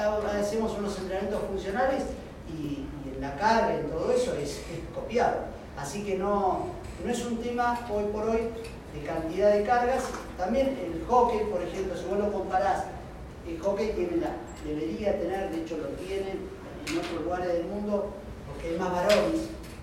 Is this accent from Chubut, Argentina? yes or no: no; La Plata, Buenos Aires Province, Argentina; Soy platense, hace 25 años acá.